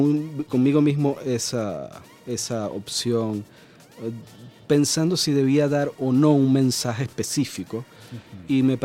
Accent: Maracaibo, Zulia, Venezuela; Aunque yo soy de Maracaibo y algunos me reclamaban que porque no la iba a filmar allá

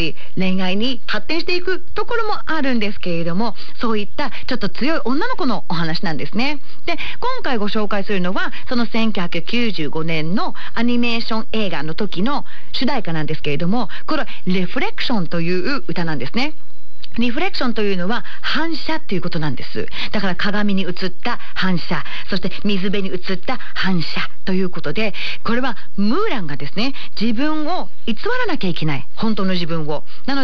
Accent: Yokohama, Kanagawa, Japan; now in Tokyo, Japan; 私一人暮らしをさせてもらっている東京から地元は横浜なんですが

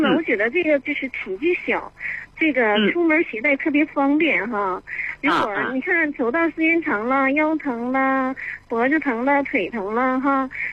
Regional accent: Shenyang, Liaoning, China; 我是来自沈阳的，辽宁沈阳

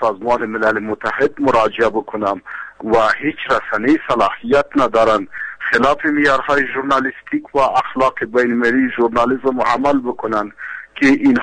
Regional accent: Afghanistan; من یک افغان هستم و در جامعه افغانی زندگی میکنم

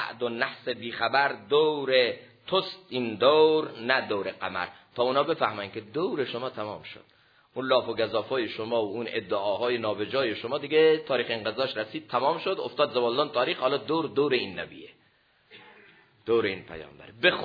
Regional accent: Iran; ما ایرانیم، با چی پیروزیم؟

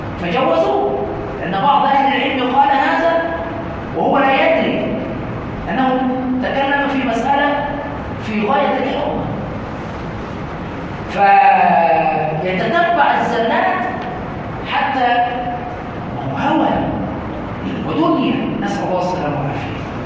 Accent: Egypt; عندنا في مصر يقولون علقها في رقبة عالي مطلع سالم

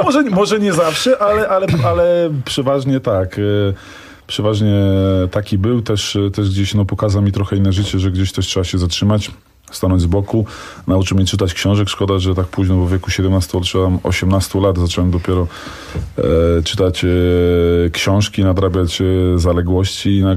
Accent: Bieżuń, Masovian Voivodeship, Poland; Oczywiście ja jestem z małej miejscowości, z Bieżunia.

